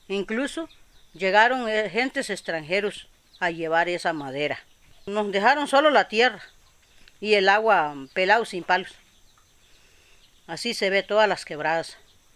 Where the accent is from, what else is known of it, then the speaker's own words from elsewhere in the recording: Salitre, Puntarenas, Costa Rica; soy indígena, bribri, de Salitre, y vivo en mi territorio.